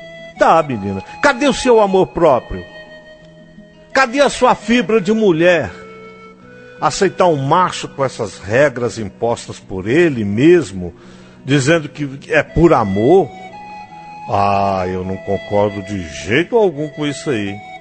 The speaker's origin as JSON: {"language": "Portuguese", "region": "Bahia", "country": "Brazil", "moved": "as an adult", "lives_now": "Brasília, Brazil", "said": "eu sou da Bahia e eu vim morar aqui em Brasília. Moro com um homem, né? Vim aqui para tentar a vida. Eu moro com um homem, temos 4 filhas. E uma irmã também veio comigo."}